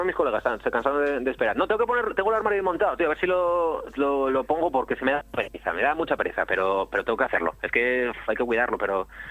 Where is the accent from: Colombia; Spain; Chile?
Spain; Asturias; also born or lived in Madrid; cuando estaba allí en Madrid echaba mucho de menos Asturias, y cuando vine pues ya era una explosión de qué bien que estoy en Asturias otra vez